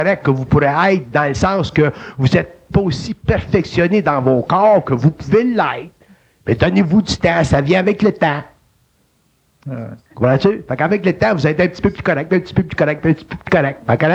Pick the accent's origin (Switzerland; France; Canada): Canada; Quebec; Puis on est des Québécois